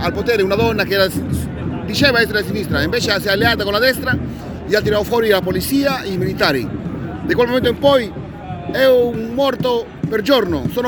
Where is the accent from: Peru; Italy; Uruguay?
Peru; Lima; sono di Lima, Perù.